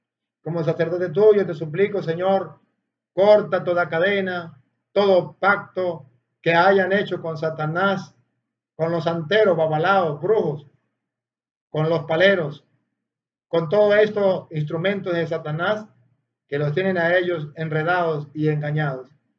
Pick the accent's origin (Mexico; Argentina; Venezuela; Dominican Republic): Venezuela; como sacerdote tuyo te pido perdón por ese pecado de idolatría que ha cometido mi pueblo de Venezuela.